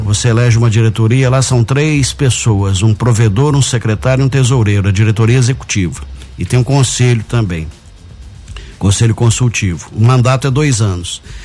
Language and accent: Portuguese; Guaxupé, Minas Gerais, Brazil; Eu sou de Guaxupé mesmo, natural de Guaxupé.